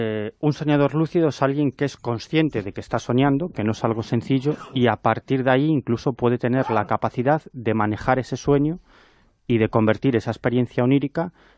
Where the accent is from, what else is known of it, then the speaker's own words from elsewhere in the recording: Galicia, Spain; Pues, yo soy gallego, yo vengo del norte.